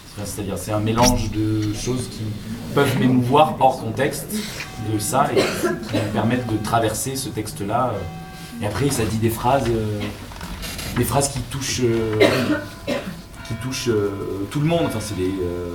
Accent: Occitanie, France; born there; now in Rennes, France; Et je suis né dans l'Aveyron.

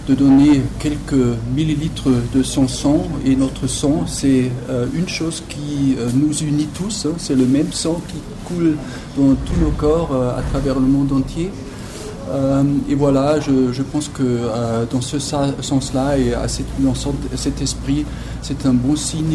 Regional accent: Germany; French is a second language; C'est la même chose chez nous en Allemagne

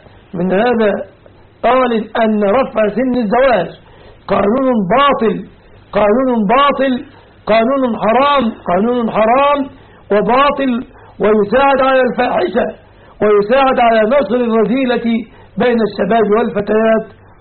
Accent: Egypt; وختاما أسأل الله أن يحفظ بلادنا مصر من كل مكروه ومن كل سوء

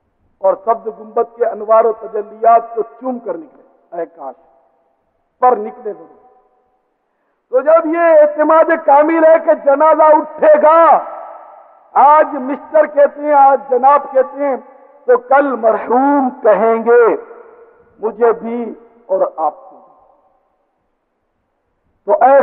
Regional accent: Karachi, Sindh, Pakistan; born there; میں کراچی میں پیدا ہوا ہوں تو میرا وطن پاکستان

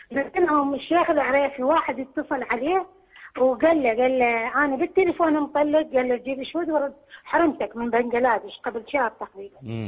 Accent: Iraq; now in United Arab Emirates; شيخنا أنا زوجة عراقية زوجة مواطن

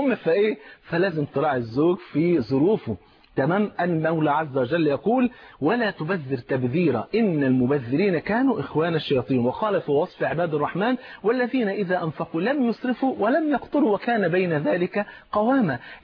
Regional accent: Egypt

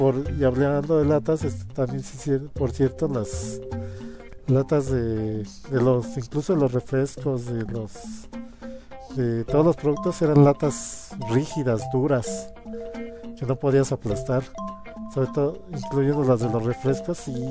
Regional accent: Mexico; yo soy de aquí de México, pues pongo comerciales de 1983 en México

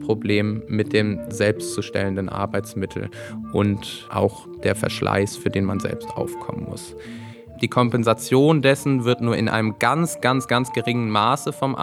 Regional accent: Braunschweig, Lower Saxony, Germany; moved away as an adult; now in Stuttgart, Germany; Ich komme ursprünglich aus Braunschweig. Ich bin 2010 nach Stuttgart gezogen, habe hier Architektur studiert

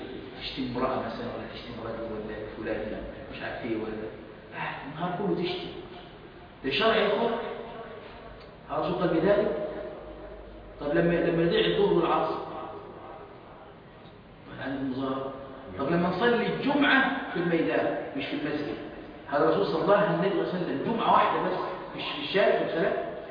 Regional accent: Egypt; عندنا في مصر مشايخ على السنة؟

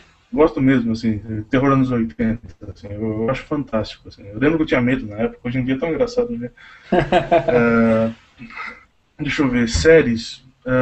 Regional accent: Tatuí, São Paulo, Brazil; eu sou de Tatuí, né?

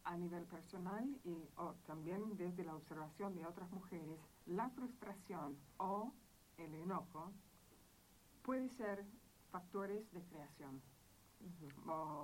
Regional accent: Argentina; me presento con mis compañeras argentinas como argentina.

